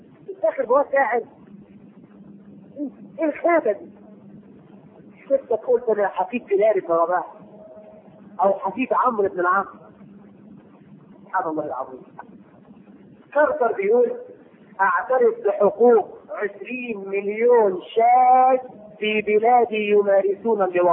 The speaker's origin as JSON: {"language": "Arabic", "country": "Egypt", "said": "وفي عندنا في مصر يسمي بنته دينا وديانا"}